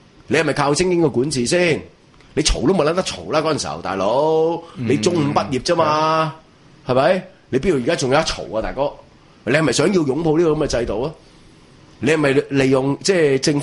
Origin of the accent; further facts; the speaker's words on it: Hong Kong; born there; 我係香港人屌因為我嚟咗香港好耐因為我喺香港出世